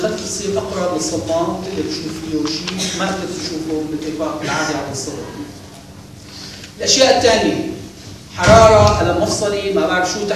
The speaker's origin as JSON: {"language": "Arabic", "country": "Syria", "said": "كنا قاعدين احنا اساتذه كبار من سوريا للقلبيه"}